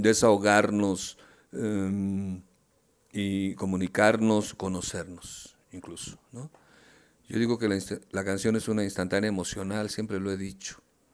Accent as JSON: {"language": "Spanish", "region": "Mexico City", "country": "Mexico", "tie": "born there", "said": "Yo nací en la Ciudad de México, te decía hace un rato."}